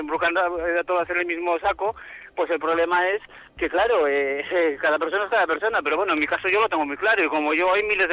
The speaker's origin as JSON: {"language": "Spanish", "town": "Gijón", "region": "Asturias", "country": "Spain", "said": "y como soy de Gijón de Asturias."}